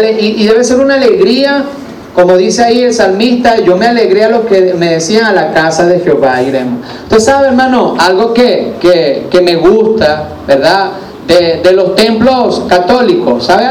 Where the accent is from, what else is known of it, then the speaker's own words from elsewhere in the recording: Vargas, Venezuela; born there; los que nacimos en Vargas, de tener ese mar allí tan hermoso.